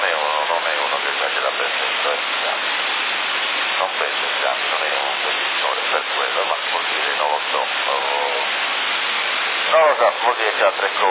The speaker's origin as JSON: {"language": "Italian", "town": "Ottava", "region": "Sardinia", "country": "Italy", "said": "io sono di Ottava, ma no, e non mi vergogno di dire dove sono"}